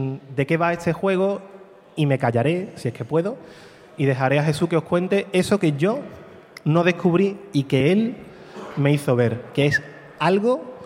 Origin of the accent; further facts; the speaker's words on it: Morón de la Frontera, Andalusia, Spain; perdonad mi acento, soy de Morón, sevillano, no, yo de inglés poco